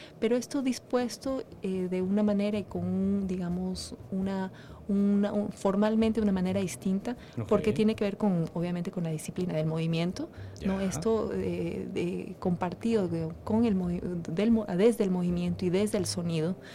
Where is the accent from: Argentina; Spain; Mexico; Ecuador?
Ecuador; also born or lived in Europe; now in Venezuela; yo soy bailarina y coreógrafa ecuatoriana, pero la verdad es que me fui muy joven desde el Ecuador, viví muchos años fuera, en Europa, y viví 15 años aquí en Venezuela.